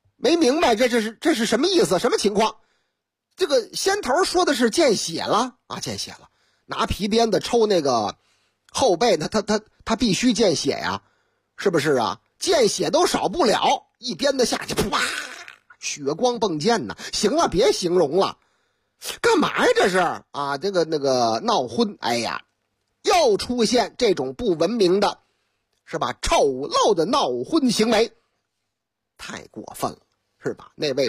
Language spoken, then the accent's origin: Chinese; Haining, Zhejiang, China; 你看我老家嘛，哎，俺的老家撒海宁，心就是细